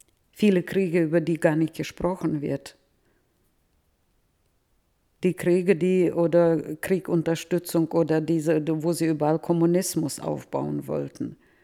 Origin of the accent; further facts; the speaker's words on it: Novotroitsk, Orenburg Oblast, Russia; now in Germany; ich komme aus Nowotroiz, das sind nur 20 Kilometer der Differenz.